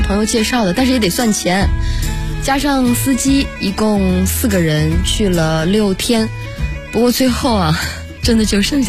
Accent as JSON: {"language": "Chinese", "region": "Xinjiang", "country": "China", "tie": "born or raised there", "said": "因为我爱新疆啊。虽然北京也很好，但是我性格中的很多东西都是我的家乡带给我的。"}